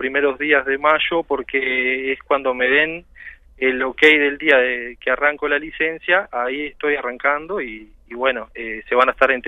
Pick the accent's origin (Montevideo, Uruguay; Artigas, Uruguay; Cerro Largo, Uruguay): Cerro Largo, Uruguay; Melo; espero poder llegar a Melo, que es de donde soy, o sea, Fraile Muerto, la idea es estar allá